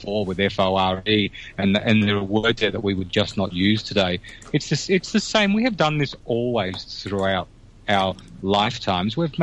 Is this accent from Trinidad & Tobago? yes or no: no; Australia; the words that I use that I take for granted that are Australian words, I don't put into that conversation